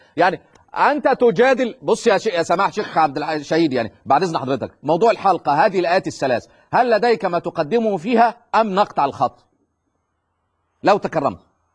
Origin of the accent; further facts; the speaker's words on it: Egypt; زي كما يقولون عندنا في مصر